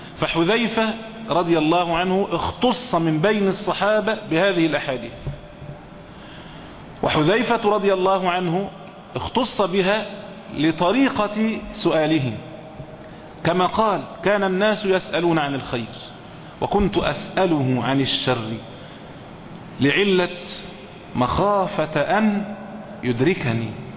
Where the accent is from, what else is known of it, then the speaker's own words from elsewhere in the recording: Egypt; يعني عندنا في مصر هنا مثلا